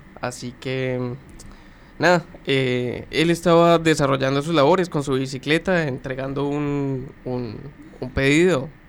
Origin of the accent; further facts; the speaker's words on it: Colombia; moved away; Puntualizarlo, soy colombiano, soy migrante, ya como de las cuestiones de la vida, nada, te volvés migrante porque salí simplemente de tu país.